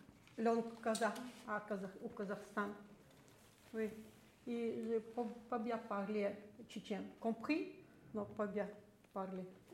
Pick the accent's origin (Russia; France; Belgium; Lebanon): Russia; je suis russe, d'origine tchétchène